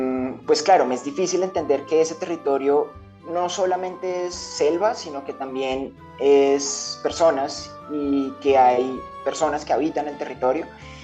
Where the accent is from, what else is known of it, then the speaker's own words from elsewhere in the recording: Bogotá, Bogotá Capital District, Colombia; yo crecí, nací, me crié, estudié en Bogotá